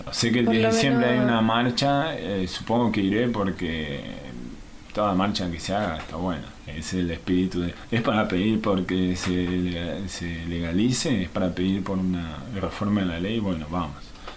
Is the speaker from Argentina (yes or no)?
no; Brazil; es difícil hablar porque yo en realidad soy brasilero, pero bueno, me siento muy argentino también